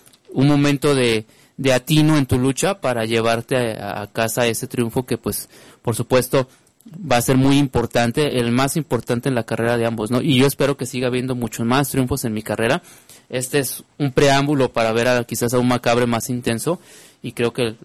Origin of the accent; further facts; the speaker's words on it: Monterrey, Nuevo León, Mexico; now in Guadalajara, Mexico; Soy regiomontano, soy de Monterrey por mucho orgullo, pero también soy tapatío por convicción